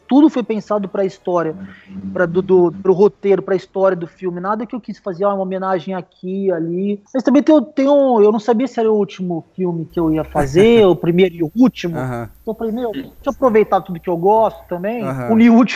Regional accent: Ribeirão Preto, São Paulo, Brazil; eu sou de Ribeirão Preto

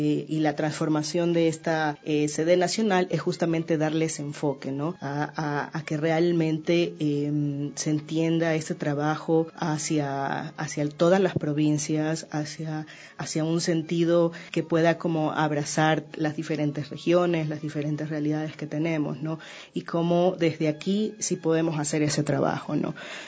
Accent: Guayaquil, Guayas, Ecuador; born there; yo nací en Guayaquil, más o menos

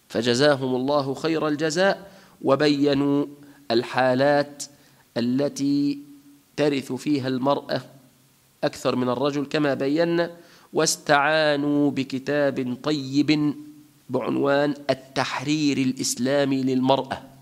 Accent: Tunisia; في بلادنا تونس الخضراء

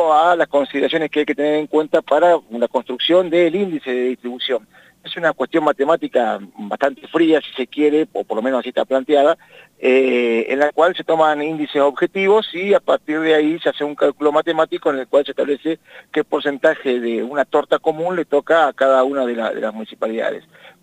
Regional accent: Argentina; somos así, somos argentinos.

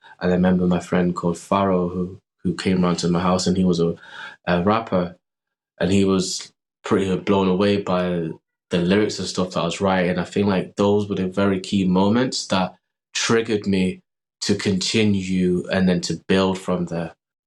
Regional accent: Manchester, North West England, United Kingdom; just growing up in Manchester, then having the studio

